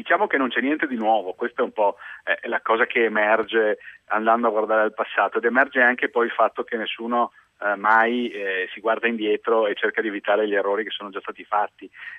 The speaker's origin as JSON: {"language": "Italian", "town": "Venice", "region": "Veneto", "country": "Italy", "tie": "born or raised there", "lives_now": "Milan, Italy", "said": "Cresciuto e laureato a Venezia, anche se adesso vivo prevalentemente a Milano."}